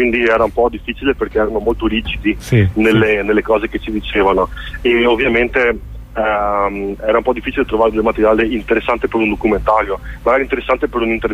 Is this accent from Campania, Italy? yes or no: no; Veneto, Italy; Io da Veneto